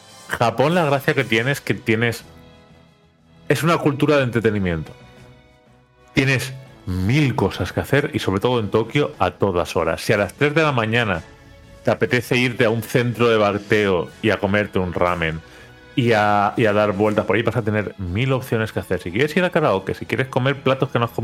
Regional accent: Valencian Community, Spain; Nosotros que somos zona comunidad valenciana

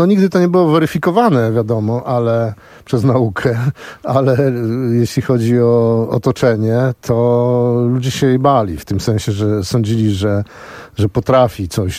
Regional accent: Starachowice, Świętokrzyskie Voivodeship, Poland; ja się urodziłem na przedmieściu w Starachowicach, ale to tam były, wiesz, stodoły, obory, normalnie jak wioska.

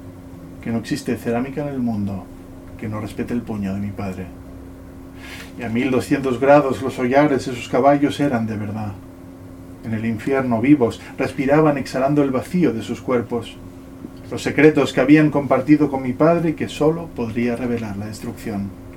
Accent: Ibiza, Balearic Islands, Spain; haber nacido y crecido en Ibiza, sino sino en una casa con este taller de ceramista detrás

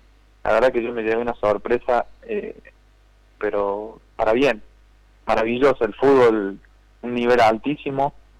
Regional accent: Malagueño, Córdoba, Argentina; Estoy acá en mi pueblo, yo vivo de Córdoba capital, saliendo un poco yendo para Carlos Paz, que se llama Malagueño.

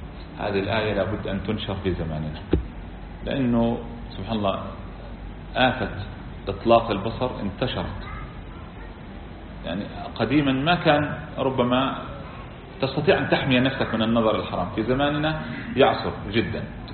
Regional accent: Kuwait; يعني مثلا عندنا في الكويت طريقة الناس هكذا

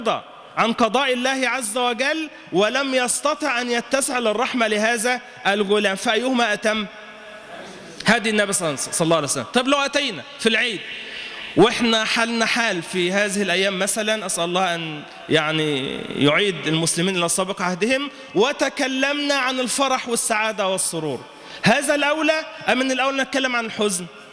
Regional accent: Egypt; المتنبي كان عندنا في مصر

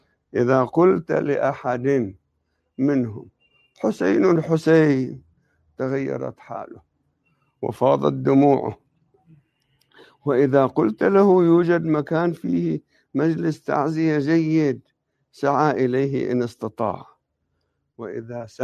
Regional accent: Jabal Amel, Lebanon; أنا لست من منطقة النبطية، أصولنا عاملين من النبطية، لكن أنا من أهلي. إحنا نعتبر النبطية ساحل، إحنا أهل الجبال

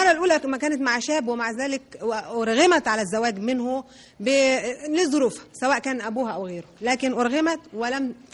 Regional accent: Egypt; مش حاجة اسمها عندنا في مصر واحدة كده طايرة في الهواء في مهب الريح.

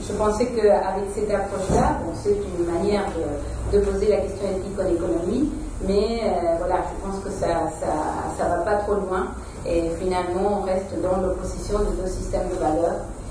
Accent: Uruguay; French is a second language; moved away; Et parce que vous l'entendez dans mon accent, je ne suis pas française. Je viens de l'Amérique latine, de l'Uruguay

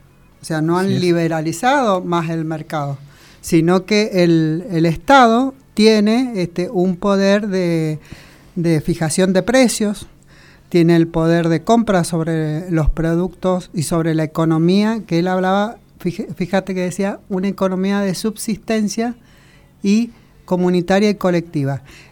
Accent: Argentina; una potencia económica de Sudamérica, como somos nosotros, Argentina

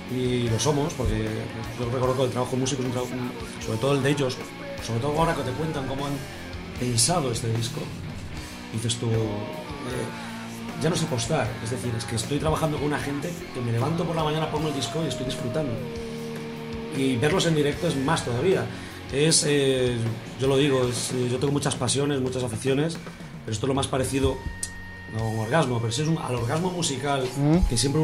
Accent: Galicia, Spain; now in Madrid, Spain; Yo vengo de Galicia, entonces... cuando llegué a Madrid, yo quedé alucinado de la cantidad de bandas que había en Madrid.

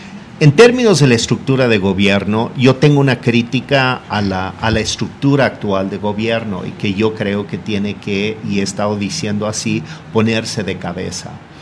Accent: Mexico City, Mexico; born there; nací aquí en la Ciudad de México, la quiero. También he vivido fuera de la ciudad una parte importante de mi vida

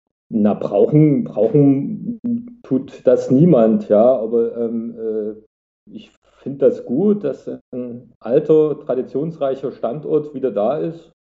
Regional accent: Saxony, Germany; dass man dort, wo ich herkomme, so aus dem tiefsten Herzen von Sachsen, da ist man dort

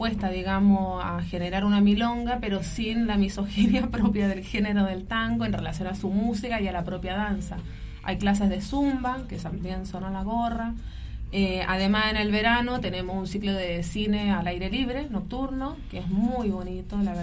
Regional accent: Chile; yo soy chilena

